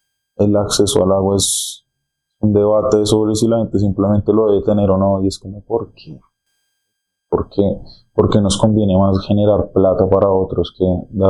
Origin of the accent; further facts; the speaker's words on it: Colombia; pues como colombiano, siento que uno debería estar como puyando sobre todo por eso